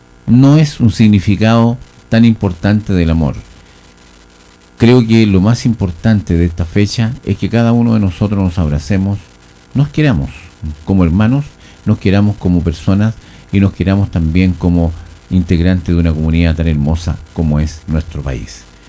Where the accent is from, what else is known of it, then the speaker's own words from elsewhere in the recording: Chile; como trabajadores, como chilenos.